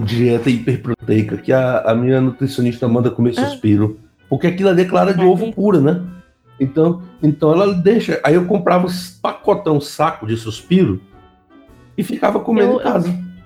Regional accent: Bahia, Brazil; esse não tinha na Bahia, não. Pelo menos lá na minha região não chegou desses, não.

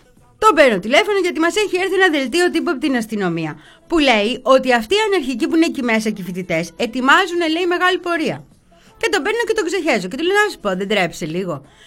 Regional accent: Petroupoli, Attica, Greece; Εγώ έμεινα τώρα, μεγάλωσα στην Πετρούπολη.

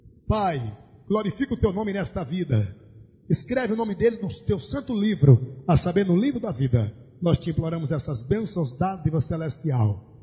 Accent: Brazil; A minha pátria é Sião. Eu tenho dupla cidadania. Sou brasileiro e sou de Sião celestial.

